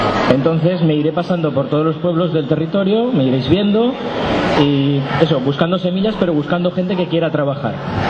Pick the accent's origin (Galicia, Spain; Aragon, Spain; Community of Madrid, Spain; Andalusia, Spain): Aragon, Spain; soy del Matarraña